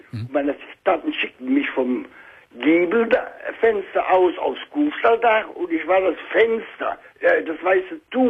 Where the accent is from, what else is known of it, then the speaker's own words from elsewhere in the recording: Bensberg, North Rhine-Westphalia, Germany; Ich bin ja aus Bensberg, ne?